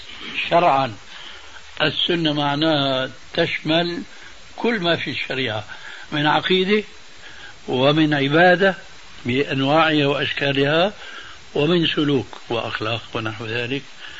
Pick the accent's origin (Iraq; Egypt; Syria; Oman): Syria; كما يقولون عندنا في سوريا